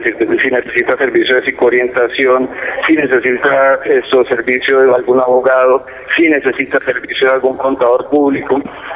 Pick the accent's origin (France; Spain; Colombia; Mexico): Colombia; Cundinamarca; Nosotros como colombianos, como cundinamarqueses, como vecinos que salimos de la Cundinamarca, salimos con esa capacidad de crear empresa.